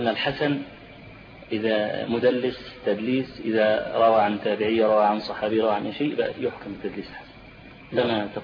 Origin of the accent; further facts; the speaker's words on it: Egypt; فيه بعض الناس عندنا في مصر اعترض على هذا